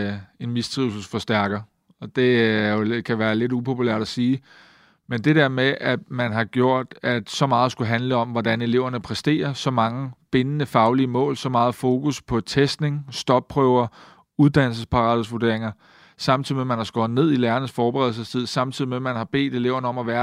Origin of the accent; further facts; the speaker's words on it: Køge, Zealand, Denmark; Der sagde jeg, at hvis man i Køge, hvor jeg kommer fra, mødte folk